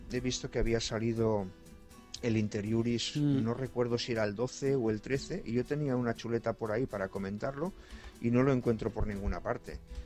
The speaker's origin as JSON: {"language": "Spanish", "country": "Spain", "said": "Servinario y yo somos españoles"}